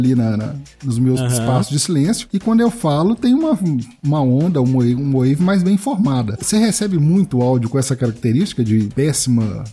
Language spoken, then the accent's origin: Portuguese; Minas Gerais, Brazil; Primeiro, eu como mineiro, eu falo muito né.